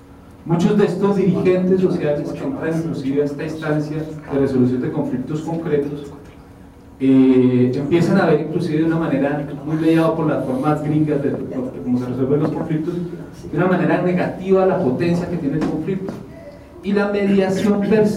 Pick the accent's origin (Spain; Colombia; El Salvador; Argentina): Colombia; now in Mexico; soy colombiano, pero vivo en México.